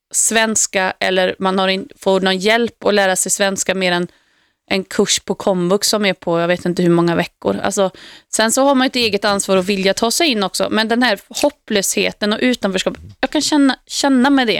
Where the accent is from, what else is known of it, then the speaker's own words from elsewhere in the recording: Uddevalla, Västra Götaland County, Sweden; då flyttade vi till ett miljonprojektområde i min hemstad Uddevalla.